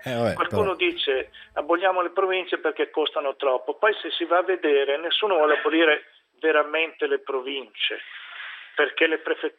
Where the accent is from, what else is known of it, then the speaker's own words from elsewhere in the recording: Lombardy, Italy; io sono lombardo, la Lombardia è una regione che ha quasi 10 milioni di abitanti